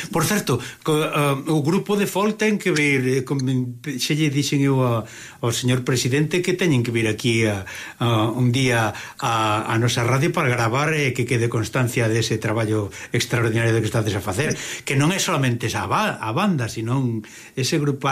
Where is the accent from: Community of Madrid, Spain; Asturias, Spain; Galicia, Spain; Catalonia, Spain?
Galicia, Spain; Eu, de verdade, que me fago contente precisamente non como galego solo, sino tamén como instrumentista aficionado, non?